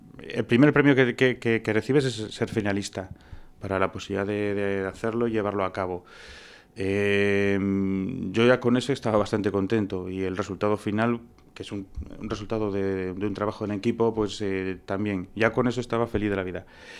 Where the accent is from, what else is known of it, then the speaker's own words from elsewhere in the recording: Tudela, Navarre, Spain; moved away as an adult; soy de Tudela, de toda la vida, ¿eh? Lo que ocurre que, pues eso, hace más o menos 20 años pues me fui a estudiar a Madrid, cine, y ya pues ahí enganché trabajando. Y he estado, pues eso, digamos 20 años no viviendo continuo aquí, sino que iba y venía